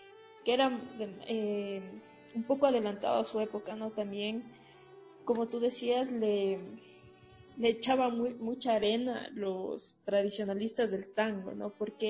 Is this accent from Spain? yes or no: no; Riobamba, Chimborazo, Ecuador; yo por ejemplo soy de Riobamba, si yo quiero experimentar, debo conocer al 100% lo que quiero romper